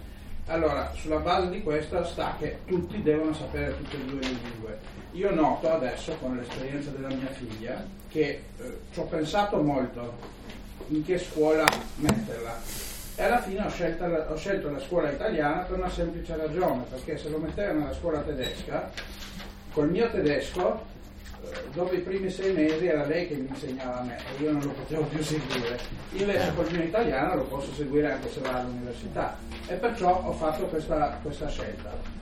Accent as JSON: {"language": "Italian", "country": "Albania", "second_language": "Italian", "moved": "yes", "lives_now": "Italy", "said": "venendo da fuori, perché io sono qua da 23 anni, però sono albanese."}